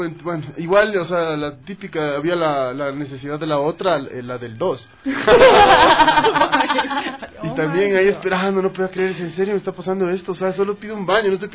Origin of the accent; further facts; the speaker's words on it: Quito, Pichincha, Ecuador; como siempre dije, como quiteños, pucha, es un sueño tocar en ese teatro.